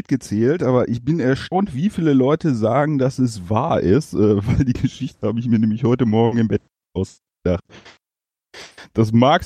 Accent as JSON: {"language": "German", "town": "Dingenstrop", "region": "North Rhine-Westphalia", "country": "Germany", "said": "hier in Dingenstrop, wo ich herkomme"}